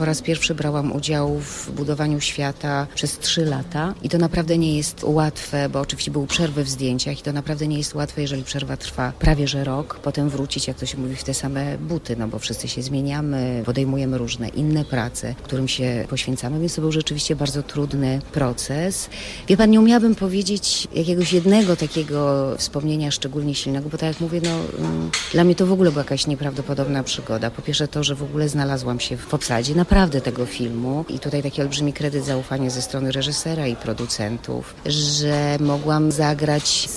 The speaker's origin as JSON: {"language": "Polish", "town": "Kraków", "region": "Lesser Poland", "country": "Poland", "said": "Ja jestem aktorka prowincjonalna, bo jestem z Krakowa"}